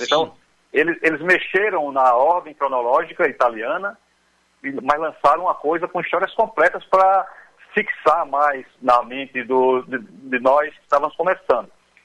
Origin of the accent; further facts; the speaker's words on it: Paraíba, Brazil; also born or lived in Rio de Janeiro; Eu sou carioca de nascença, mas o meu pai é da Paraíba, a minha mãe é cearense. Então, meu pai, quando eu tinha apenas 2 anos de idade, ele veio para a Paraíba e aqui conseguiu um emprego e ficou até hoje.